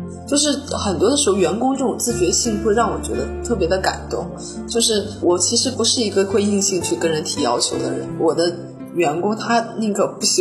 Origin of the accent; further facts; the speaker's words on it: Northeast China, China; also born or lived in United States; 美国人啊，他是跟我们中国的东北人，我老家的家乡人非常的相近，是非常热情好客的